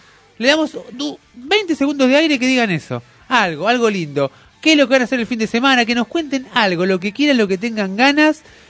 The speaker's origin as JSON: {"language": "Spanish", "country": "Argentina", "said": "Vos sos austríaco, yo soy argentino."}